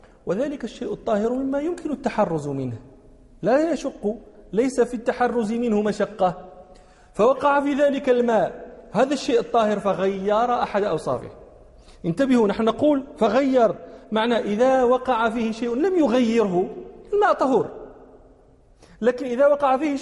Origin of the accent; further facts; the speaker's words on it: Morocco; مثاله عندنا في المغرب ماء مولى يعقوب، هذا ماء فيه ريح كبريت